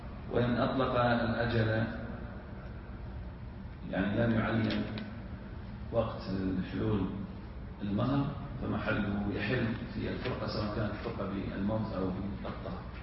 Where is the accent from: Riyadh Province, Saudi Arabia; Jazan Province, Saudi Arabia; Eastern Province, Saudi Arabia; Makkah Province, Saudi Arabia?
Eastern Province, Saudi Arabia; Al-Ahsa; وهو العرف عندنا في الاحساء انها تفعل مع الحد